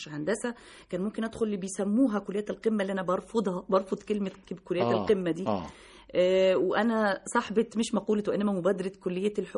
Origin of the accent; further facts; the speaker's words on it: Oran, Oran Province, Algeria; born there; مواليد وهران الباهية. يعني اللي هي اسكندرية عندنا في مصر هنا.